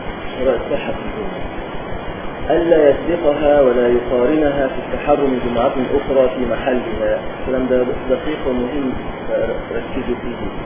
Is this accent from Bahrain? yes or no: no; Upper Egypt, Egypt; كان يحصل عندنا في الصعيد